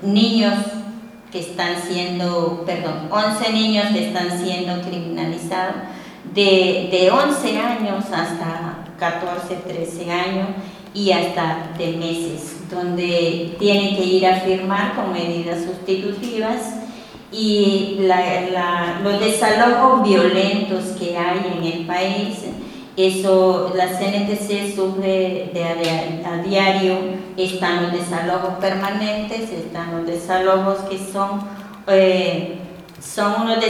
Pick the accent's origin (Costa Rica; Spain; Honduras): Honduras; Soy de Honduras